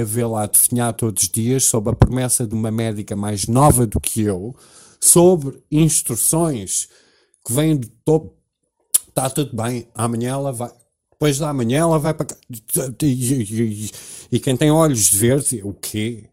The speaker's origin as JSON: {"language": "Portuguese", "town": "Cascais", "region": "Lisbon", "country": "Portugal", "tie": "born there", "said": "Eu nasci no Hospital de Cascais Antigo"}